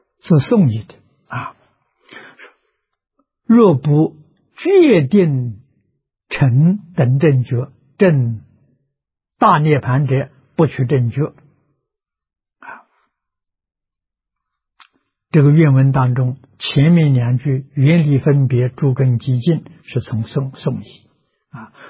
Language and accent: Chinese; China; 所以他们对于善导的崇拜，我中国人比不上啊！